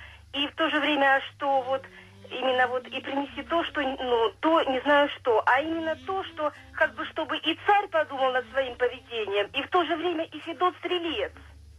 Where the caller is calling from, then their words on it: Belgorod Oblast, Russia; Я звоню из Белгородской области.